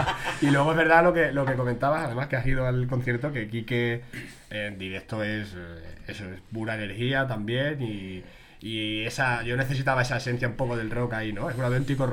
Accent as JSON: {"language": "Spanish", "town": "Badajoz", "region": "Extremadura", "country": "Spain", "lives_now": "Madrid, Spain", "said": "Yo soy de Badajoz. Y llevo aquí, no sé, 8 años en Madrid"}